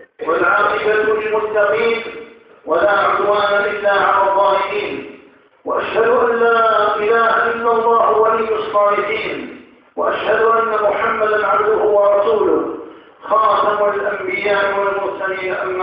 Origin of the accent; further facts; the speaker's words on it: Algeria; ونذر الخطر تدق أجرافها في بلادنا الجزائر هنا وهناك